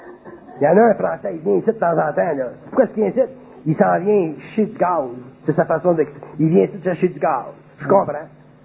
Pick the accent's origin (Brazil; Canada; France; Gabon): Canada; Puis nous autres, on est des Canadiens français, on est nés, nous autres, avec une toile de fromage sur la tête.